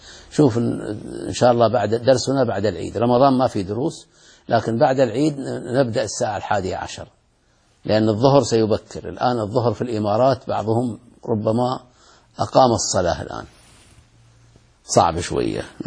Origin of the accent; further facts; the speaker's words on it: Saudi Arabia; وهذا حصل عندنا في السعودية، هذا شر